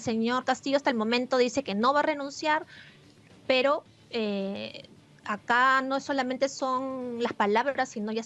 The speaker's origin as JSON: {"language": "Spanish", "country": "Peru", "said": "no quiero hablar ahorita como periodista, sino como una peruana más"}